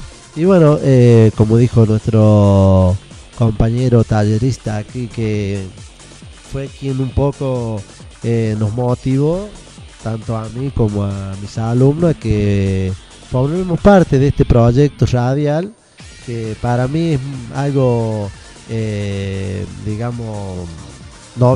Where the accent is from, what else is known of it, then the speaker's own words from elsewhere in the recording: Argentina; Pero yo le tengo mucha fe a Argentina, somos argentinos